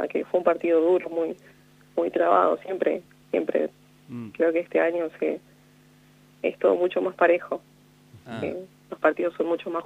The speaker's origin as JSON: {"language": "Spanish", "town": "La Maruja", "region": "La Pampa", "country": "Argentina", "also_born_or_lived": "Córdoba", "said": "Soy de La Maruja."}